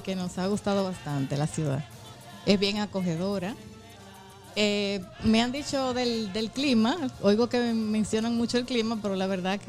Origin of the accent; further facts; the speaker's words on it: Dominican Republic; los dominicanos somos personas muy trabajadoras.